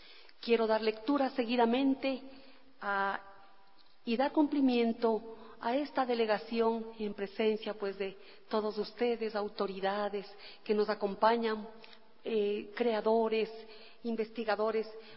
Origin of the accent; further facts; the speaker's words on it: Ecuador; en este sentimiento de tristeza como ecuatorianas y ecuatorianos que nos embargaba